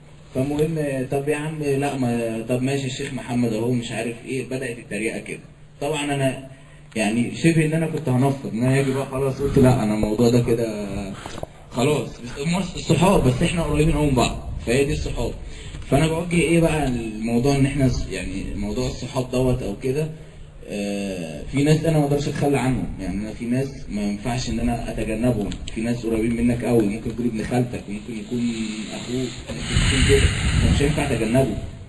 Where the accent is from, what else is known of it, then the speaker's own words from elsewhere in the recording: Cairo, Cairo Governorate, Egypt; بالمناسبه انا من القاهره